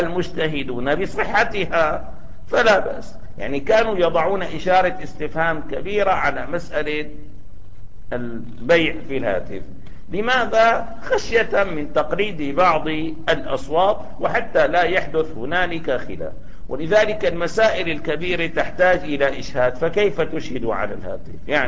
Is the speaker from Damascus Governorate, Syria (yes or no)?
yes; Damascus, Damascus Governorate, Syria; إذا كنا في بلد مثل سوريا الآن، يعني بلدنا دمشق